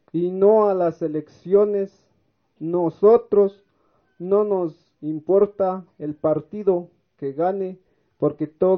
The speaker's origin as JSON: {"language": "Spanish", "town": "San Cristóbal de las Casas", "region": "Chiapas", "country": "Mexico", "said": "nosotros venimos de la comunidad de San Isidro del Locotal, CNI, municipio de San Cristóbal de las Casas, Chiapas"}